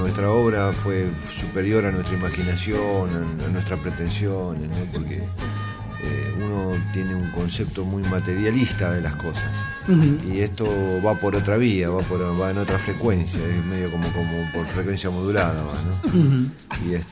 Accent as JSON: {"language": "Spanish", "town": "Quilmes", "region": "Buenos Aires Province", "country": "Argentina", "said": "Nosotros somos de Buenos Aires, somos de Quilmes, de donde el tango, la milonga, el folclore, la música lírica italiana, la música española, la música francesa, estuvo involucrada en nuestra infancia"}